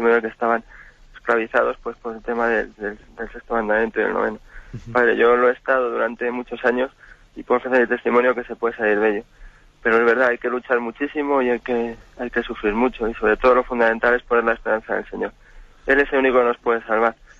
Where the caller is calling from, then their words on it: Madrid, Community of Madrid, Spain; Buenos días, monseñor. Mire, soy